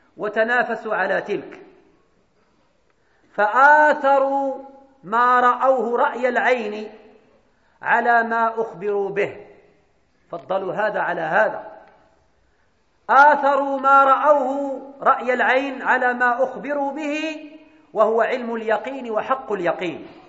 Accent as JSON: {"language": "Arabic", "country": "Morocco", "said": "أن يجنب بلدنا المغرب ملكا وشعبا"}